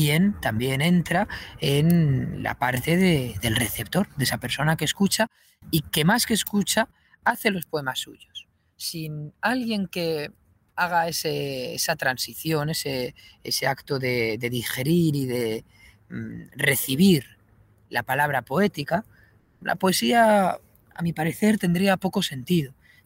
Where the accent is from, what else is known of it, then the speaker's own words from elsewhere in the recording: Getafe, Community of Madrid, Spain; es verdad que soy de Getafe, tengo muy cerca esas cigüeñas de Alcalá